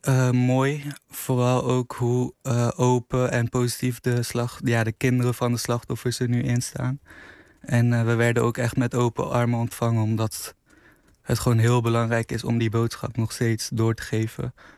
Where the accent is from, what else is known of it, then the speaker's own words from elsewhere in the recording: Afghanistan; Nee, ik ben zelf Afghaans.